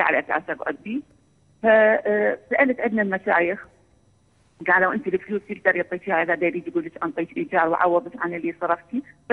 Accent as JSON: {"language": "Arabic", "country": "Iraq", "said": "انا يعني عندنا بالعراق يطلع تقاعد"}